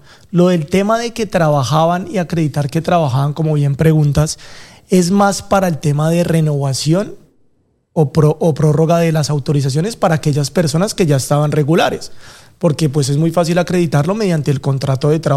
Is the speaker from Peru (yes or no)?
no; Colombia; now in Spain; Normalmente vine de Colombia, pues llevo acá en España 2 años